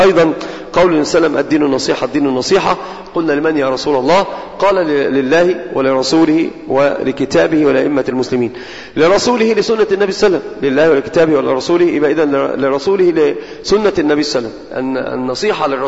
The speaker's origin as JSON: {"language": "Arabic", "country": "Egypt", "said": "ومثال عندنا في مصر مشتعل مشتهر جدا"}